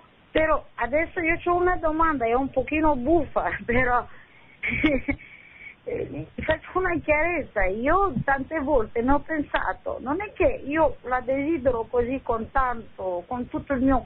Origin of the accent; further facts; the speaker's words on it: Romania; now in Bologna, Italy; io sono romena